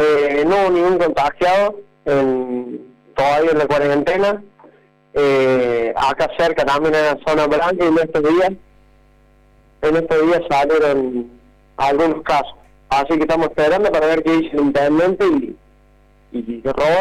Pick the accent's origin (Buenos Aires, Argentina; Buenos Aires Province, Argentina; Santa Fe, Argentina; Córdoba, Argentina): Córdoba, Argentina; Hernando; Estoy acá en mi pueblo esperando que va a un comunicado intendente